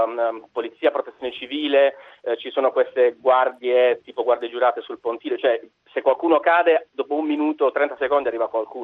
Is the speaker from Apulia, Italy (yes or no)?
yes; Apulia, Italy; Genialata, io sono pugliese, andiamo al bar